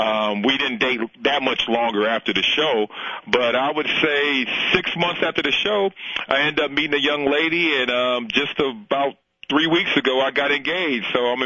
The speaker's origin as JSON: {"language": "English", "town": "Compton", "region": "California", "country": "United States", "tie": "born or raised there", "also_born_or_lived": "Los Angeles", "lives_now": "Vancouver, Canada", "said": "it's a lot different than what I'm used to growing up in L.A. and growing up in Compton."}